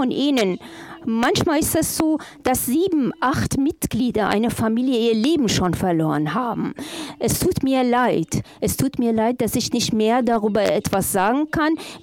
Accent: Afghanistan; German is a second language; ich komme von einem Land, in dem es Krieg herrscht. Ich komme aus Afghanistan und da herrscht Krieg. Ich komme aus einem Land von Krieg beherrscht.

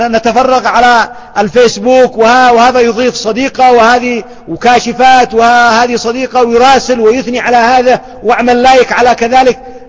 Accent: Yemen; لما أحد الأخوة أراد أن يتزوج عندنا في اليمن من بنت أخ طالب علم

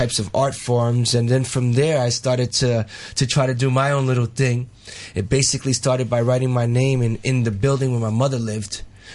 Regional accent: New York, United States; I mean, I'm originally from New York.

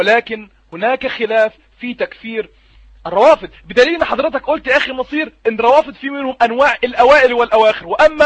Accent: Egypt; وبمناسبه ان انا مصري

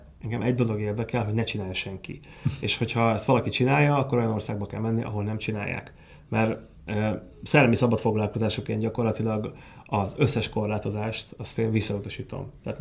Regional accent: Hungary; de igazából én szeretek magyar lenni, mert ez egy gyönyörű nyelv, egy gyönyörű ország

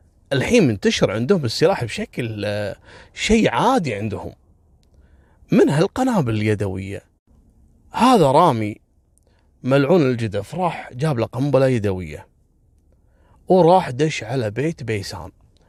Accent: Kuwait; كان الحدث شيء مروع وصار الضجة عندنا في الكويت.

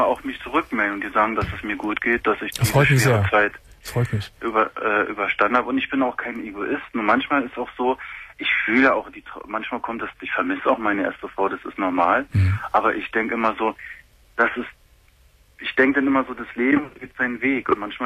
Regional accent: Germany; Nein, gar nicht. Nein, ich bin Deutscher.

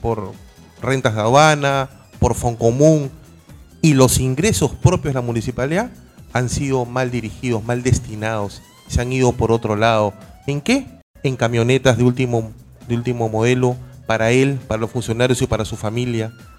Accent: Bellavista, Callao, Peru; No soy bellavisteño, pero me siento bellavisteño. Soy chalaco, sí, de nacimiento. Chalaco. No he sido bellavisteño por metros, porque nací en la antigua clínica Santa Cecilia, aquí en República de Panamá, muy cerca a Plaza Bea, límite con Bellavista. Pero toda mi vida la he hecho en Bellavista.

